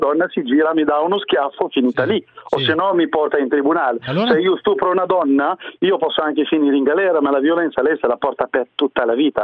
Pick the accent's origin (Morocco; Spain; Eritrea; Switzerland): Morocco; No, io sono marocchino.